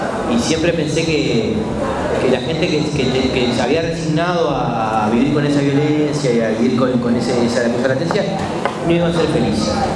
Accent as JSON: {"language": "Spanish", "region": "Montevideo", "country": "Uruguay", "tie": "born or raised there", "said": "tomando distancia del barrio, cuando me alejé del barrio, cuando me fui de Montevideo, viví más en Montevideo"}